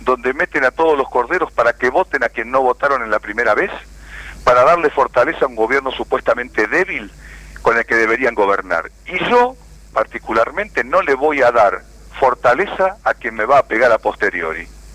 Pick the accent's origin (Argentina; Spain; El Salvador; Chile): Argentina; Buenos Aires Province; Porque soy de provincia de Buenos Aires.